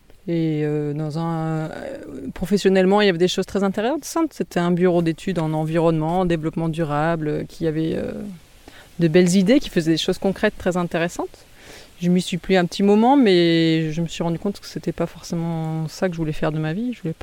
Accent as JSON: {"language": "French", "region": "Grand Est", "country": "France", "said": "Moi, je suis d'origine alsacienne"}